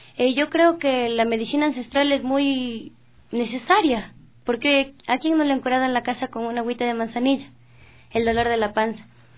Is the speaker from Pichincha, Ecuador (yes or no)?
yes; Quito, Pichincha, Ecuador; Sí, soy de Quitumbe.